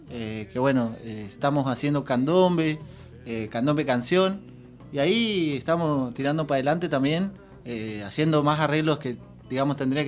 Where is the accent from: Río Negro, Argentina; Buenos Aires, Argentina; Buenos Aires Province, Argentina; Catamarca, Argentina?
Río Negro, Argentina; Bariloche; desde donde yo vengo, yo soy de Bariloche.